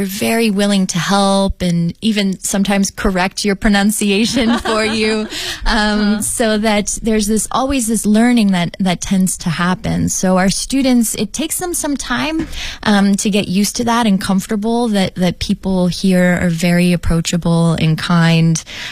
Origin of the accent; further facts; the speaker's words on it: Canada; I didn't view them as different because we are all Canadian and equally Canadian.